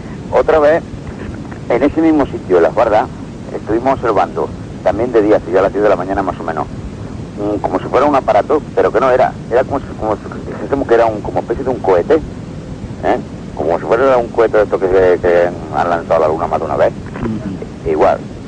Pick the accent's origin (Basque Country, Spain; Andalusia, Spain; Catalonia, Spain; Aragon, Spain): Andalusia, Spain; Yo soy de un pueblo de la provincia de Córdoba.